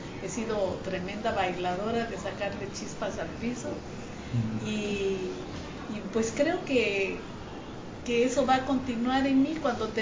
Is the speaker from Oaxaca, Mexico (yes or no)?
yes; Oaxaca, Mexico; soy del Valle de Oaxaca. Estoy aquí con mi esposo poco más de 20 años, creo que vamos a hacer 25 años. Nosotros somos cristianos